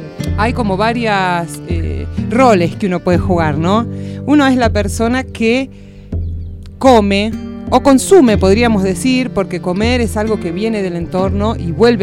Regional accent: Buenos Aires, Argentina; born there; now in Córdoba, Argentina; yo vivo en Córdoba hace 10, porque nací en Buenos Aires. Cuando yo me vine, como mucha gente, buscando un cambio de estilo de vida

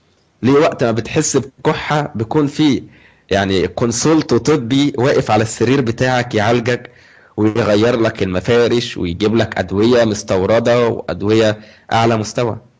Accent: Egypt; دلوقتي بنلاقي في البرامج التلفزيونيه عندنا في مصر مذيعه بتتكلم عن الاستنساخ

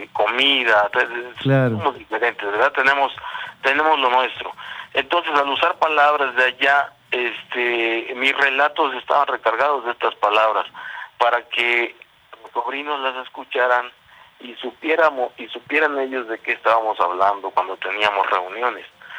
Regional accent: La Calera, Guerrero, Mexico; casa allá, sí, en La Calera, Guerrero

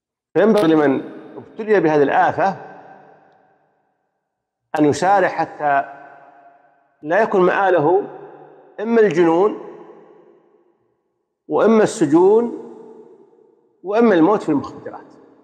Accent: Saudi Arabia; وأن يحفظ بلادنا المملكة العربية السعودية بلاد الحرمين الشريفين

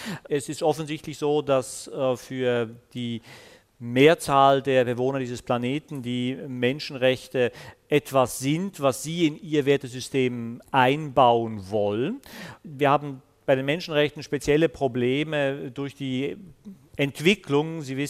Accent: Switzerland; das sage ich jetzt als Schweizer, der seit 20 Jahren eine SVP in dem Land hat

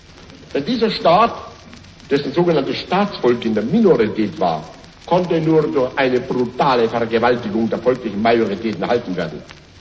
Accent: Austria; now in Germany; meine Heimat und mein deutsches Volk, der Ostmark, an das Reich

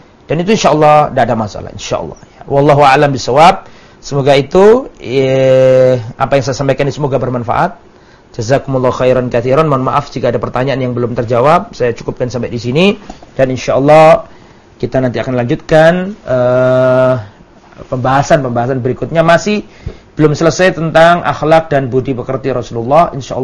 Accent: Java, Indonesia; Termasuk saya ini orang Jawa, ya gampang pekewo.

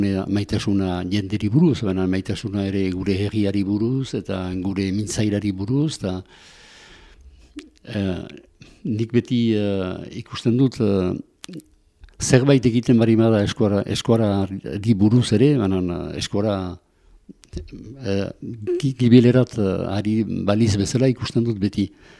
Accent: Lekuine, Nouvelle-Aquitaine, France; also born or lived in Azkaine; now in Arbonne, France; Azkaine utzi nuen hiru urte nituela. Eta aitaren lanaren gatik joan ginen bizitzerat, lekuinerat, lekuine Azparne ondoan.

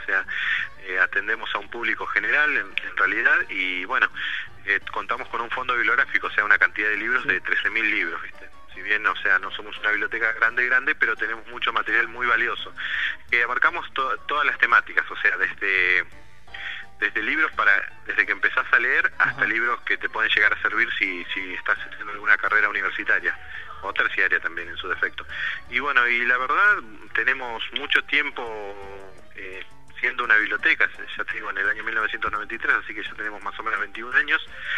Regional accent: Moreno, Buenos Aires Province, Argentina; soy de Moreno Norte

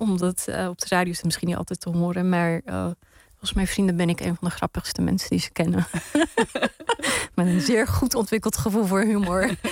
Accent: Netherlands; Maar later pas ontdekte ik dat mijn jeugd in Nederland, dat ik daarin iets gemeenschappelijks heb

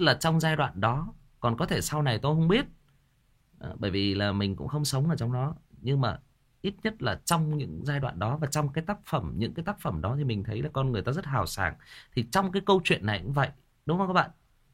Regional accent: Northern Vietnam, Vietnam; Nói thật lòng là tôi là một người Bắc, nhưng mà tôi rất là thích cái cách sống nó, cái nếp sống nó.

